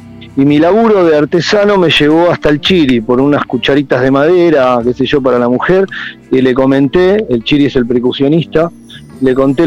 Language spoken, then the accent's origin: Spanish; Ciudad Evita, Buenos Aires Province, Argentina; somos todos de Ciudad Evita, básicamente, ahí para barrios de daños, pero para decirlo más rápido, somos todos de ahí